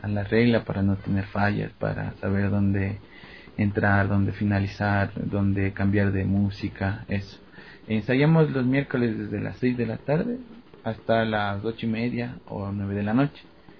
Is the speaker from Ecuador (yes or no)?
yes; Puembo, Pichincha, Ecuador; de Puembo